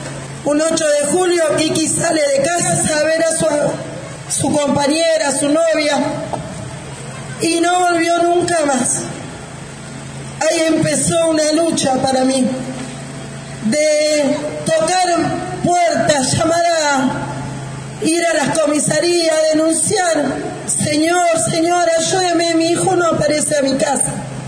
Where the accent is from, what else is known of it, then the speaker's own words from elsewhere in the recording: Villa Lugano, Buenos Aires, Argentina; de Villa Lugano, Villa 20